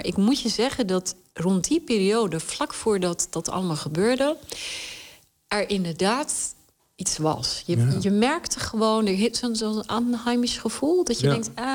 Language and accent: Dutch; Khyber Pakhtunkhwa, Pakistan; born there; Dutch is a second language; waar ik geboren ben, is het gebied aan de ene kant grens wij aan Kashmir, wat natuurlijk ook altijd een onrustig gebied is.